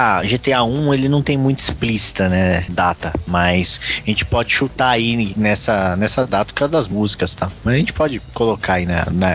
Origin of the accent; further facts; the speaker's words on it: São Paulo, Brazil; Nossa, cara, eu sou muito paulista.